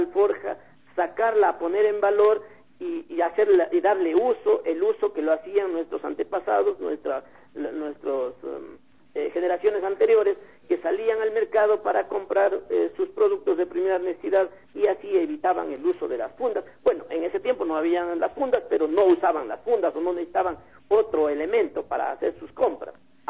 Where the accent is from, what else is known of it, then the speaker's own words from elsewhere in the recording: Saraguro, Loja, Ecuador; now in Cuenca, Ecuador; como yo soy de Saraguro y vivo en Cuenca